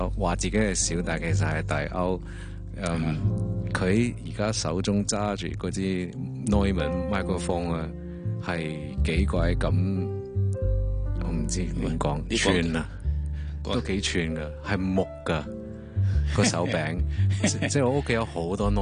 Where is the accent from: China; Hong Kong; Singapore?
Singapore; 我系新加坡人，